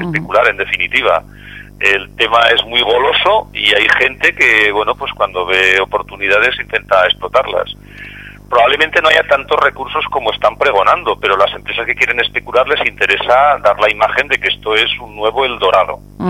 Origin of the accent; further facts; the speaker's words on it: Teruel, Aragon, Spain; yo soy de Teruel, es una zona que conozco geológicamente